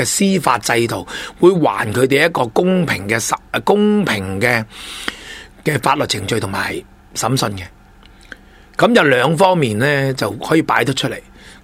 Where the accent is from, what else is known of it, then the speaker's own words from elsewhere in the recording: China; 即系我哋中国人最中意啦